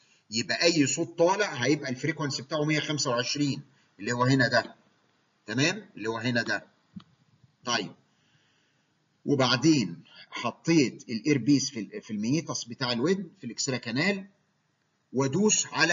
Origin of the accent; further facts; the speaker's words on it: Egypt; هو الاجهزه اللي عندنا في مصر مش شرط 8 فريكوانسيز